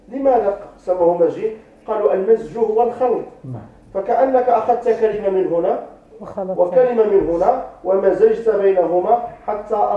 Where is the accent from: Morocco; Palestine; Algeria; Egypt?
Morocco; مثلا عندنا في المغرب يسمونه محمد سعيد.